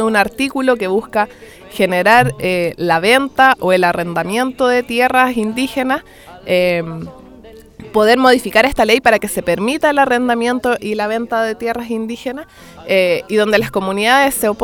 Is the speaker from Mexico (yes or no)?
no; Chile; nosotros como pueblo chileno también, mestizo